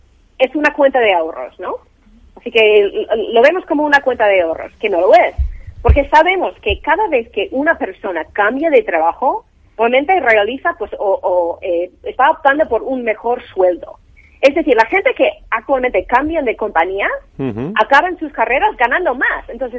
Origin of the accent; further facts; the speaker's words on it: United States; now in Europe; Porque yo, uh-huh. obviamente, soy americana y tenemos otro modelo ahí